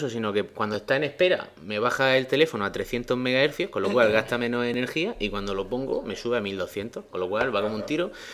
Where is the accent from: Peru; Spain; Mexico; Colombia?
Spain; somos como somos, y los españoles siempre somos así